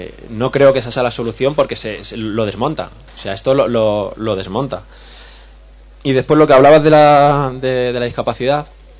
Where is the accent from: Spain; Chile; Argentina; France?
Spain; Leganés, Community of Madrid; Yo soy de Leganés, en Madrid